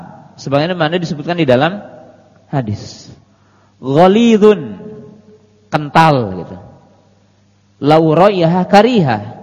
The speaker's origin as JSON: {"language": "Indonesian", "region": "West Java", "country": "Indonesia", "said": "atau dalam bahasa kita orang Jawa Barat dikerik dengan menggunakan benda."}